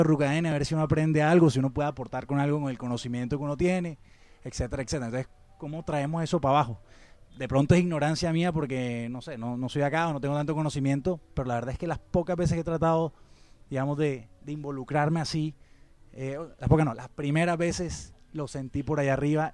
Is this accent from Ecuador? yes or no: no; Barranquilla, Atlántico, Colombia; moved away as an adult; now in Medellín, Colombia; yo soy de Barranquilla